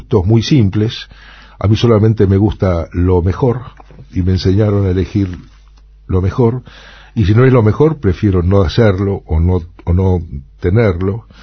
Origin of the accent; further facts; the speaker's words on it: Buenos Aires, Argentina; Y yo soy un rusito del 11. Nací y me crié en el 11, en Corrientes y Pueyrredón.